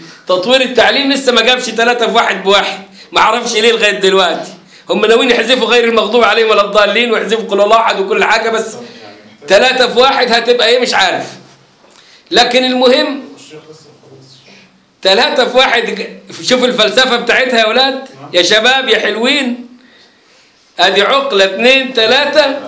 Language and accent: Arabic; Egypt; لما يجي عندنا في مصر